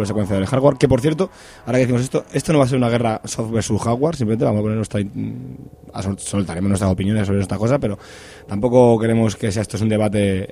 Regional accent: Madrid, Community of Madrid, Spain; nosotros somos castizos madrileños

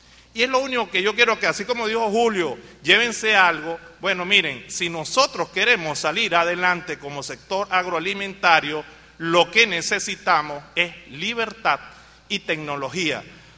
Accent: Venezuela; que cree que las cosas van a seguir allí porque somos venezolanos y no pasa.

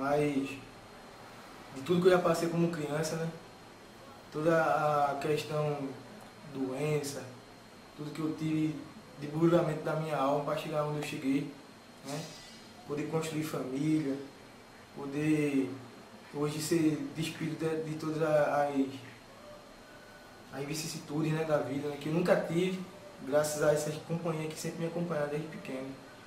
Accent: Recife, Pernambuco, Brazil; Sou aqui de Recife, Pernambuco, né?

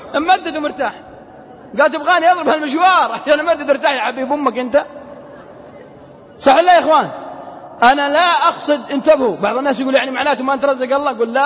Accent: Al-Qassim, Saudi Arabia; accent: Qassimi; على لهجتنا القصيم ما أدري عاد إيش يقولون عندكم في جدة

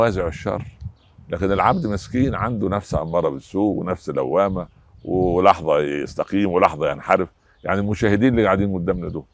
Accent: Egypt; مساكين عندنا في مصر في وسط نبات الملوخية

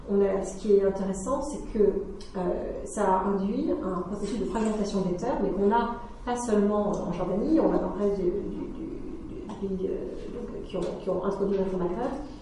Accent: France; je suis française, mais ça fait tellement longtemps que je suis dans mon mandarin

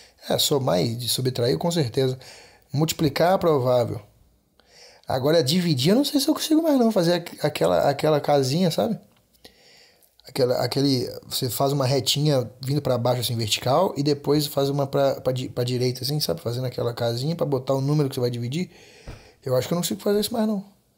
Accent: Brazil; born there; nós europeus, que nascemos no Brasil por azar, gostamos de Búzios

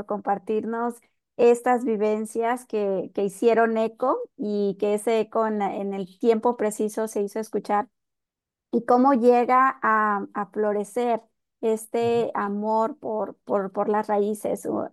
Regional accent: Mexico; como mexicanos, muchas de las veces nos hace falta el darnos cuenta que vivimos en un país muy rico

